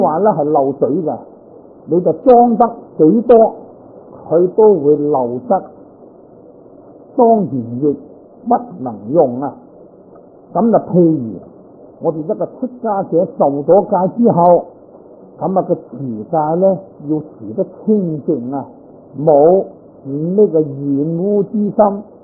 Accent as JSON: {"language": "Cantonese", "region": "Guangdong", "country": "China", "said": "咁我都系广东人啦，标准广东人啊。但系好多广东话我都唔懂，你话讲客家话啦，我都仲可以揣摩呢个心理啦，都仲听得个七七八八。"}